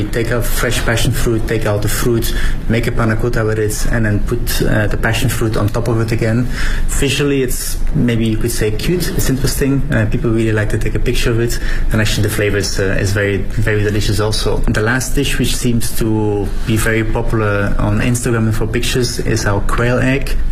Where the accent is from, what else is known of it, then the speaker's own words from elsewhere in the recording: Belgium; English is a second language; I'm from Belgium